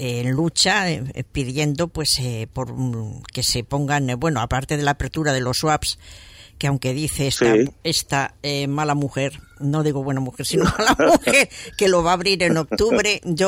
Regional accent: Madrid, Community of Madrid, Spain; Sí, bueno, yo también soy de barrio, ¿eh? Yo soy de Carabanchel, o sea que...

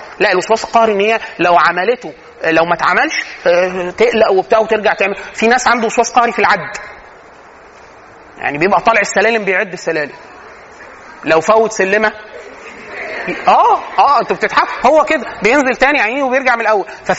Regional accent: Egypt; ودي من العادات السيئه عندنا فينا كمصريين،

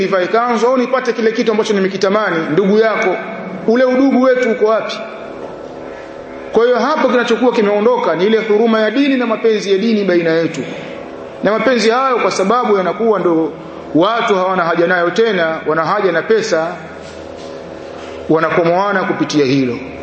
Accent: Tabora, Tanzania; kule kwetu Tabora

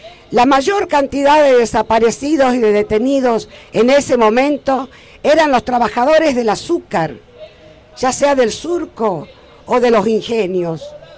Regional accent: Tucumán, Argentina; como yo soy de Tucumán, voy a traer una pequeña referencia histórica

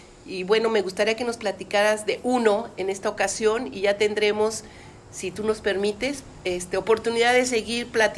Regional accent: Mexico; A mí me da mucho orgullo, como mexicana, compartir estas experiencias

